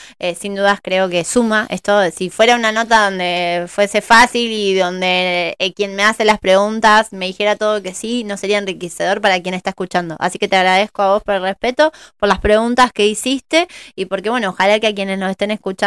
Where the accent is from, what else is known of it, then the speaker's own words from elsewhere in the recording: Argentina; de la maduración que vamos teniendo como argentinos